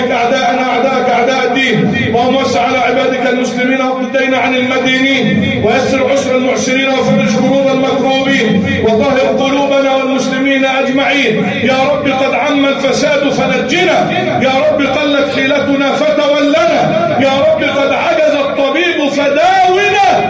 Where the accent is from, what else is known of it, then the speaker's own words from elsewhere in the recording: Egypt; اللهم اجعل بلدنا مصر امنا امانا